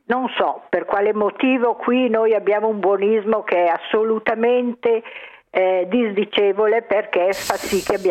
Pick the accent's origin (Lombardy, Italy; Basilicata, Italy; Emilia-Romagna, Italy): Lombardy, Italy; Milan; Sono di Milano.